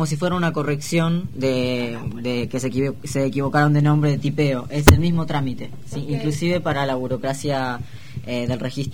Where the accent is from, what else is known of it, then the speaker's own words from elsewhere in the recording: La Plata, Buenos Aires Province, Argentina; born there; yo nací acá en La Plata